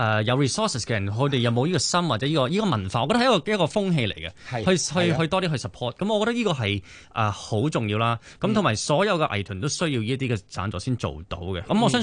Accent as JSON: {"language": "Cantonese", "country": "Malaysia", "said": "咁喺馬來西亞一樣，其實我馬來西亞人嚟嘅，我爹哋媽咪馬來西亞人嚟嘅。"}